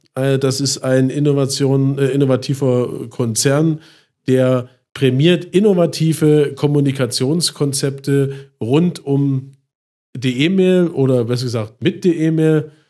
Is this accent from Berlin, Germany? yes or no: no; Chemnitz, Saxony, Germany; Meine alte Heimat Chemnitz, hätte ich nicht gedacht.